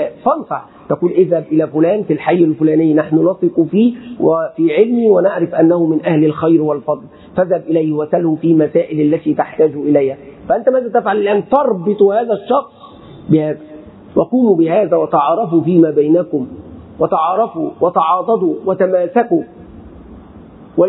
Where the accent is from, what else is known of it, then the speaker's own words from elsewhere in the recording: Egypt; أتكلم عن بلدي مصر